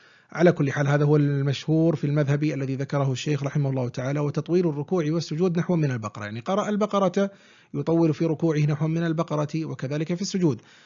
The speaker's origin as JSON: {"language": "Arabic", "town": "Al-Ahsa", "region": "Eastern Province", "country": "Saudi Arabia", "said": "وقد كان في بلدنا الأحساء كسوف كامل حلقي كامل يعني شاهده الناس"}